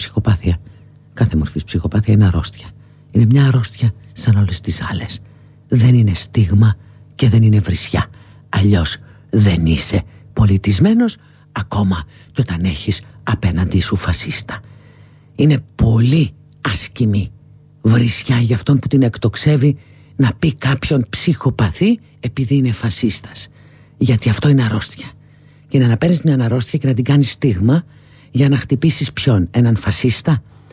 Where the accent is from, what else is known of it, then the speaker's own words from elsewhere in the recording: Greece; born there; Δεν το παίζω κάτι όξο, εδώ γεννήθηκα, σε αυτό το χώρο γεννήθηκα, στην Ελλάδα, αλλά δεν είμαι και να κοιτάω και προς την Ανατολή, έτσι δεν είμαι.